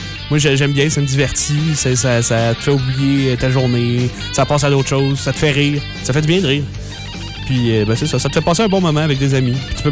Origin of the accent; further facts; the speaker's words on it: Beloeil, Quebec, Canada; Ben, je viens d'où? Originaire, natif. Je suis Belœilois. Donc, sur la rive sud de Montréal, de Belœil.